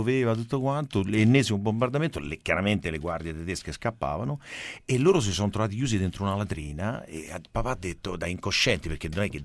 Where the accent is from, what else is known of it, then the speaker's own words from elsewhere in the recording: Rome, Lazio, Italy; born there; Io nasco a Roma perché mio padre viene a lavorare a Roma, incontra mia madre a Roma, però loro sono di Parma